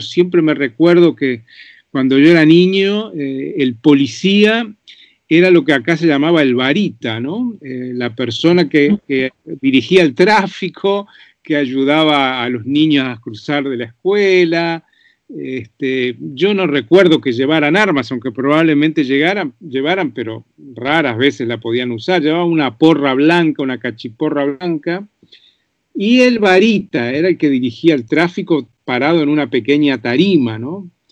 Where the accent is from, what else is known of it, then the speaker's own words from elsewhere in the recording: Montevideo, Uruguay; born there; yo nací en Montevideo, efectivamente, en 1952, el año de la Guerra de Corea.